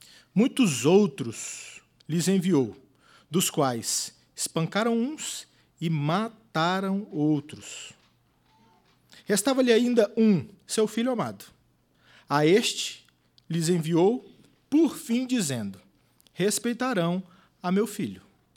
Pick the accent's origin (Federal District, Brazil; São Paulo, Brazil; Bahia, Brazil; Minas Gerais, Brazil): Federal District, Brazil; Brasília; also born or lived in Goiânia; E eu sou nascido em Goiânia, mas criado aqui em Brasília. Não parece, mas eu tenho 38 anos de Brasília.